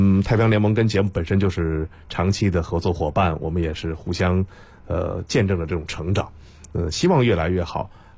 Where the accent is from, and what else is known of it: China